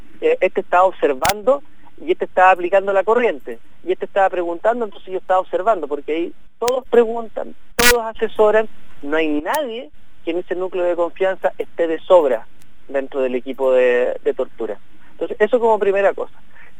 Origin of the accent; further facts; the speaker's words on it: Chile; obedece a un tipo de país que hemos construido como chilenos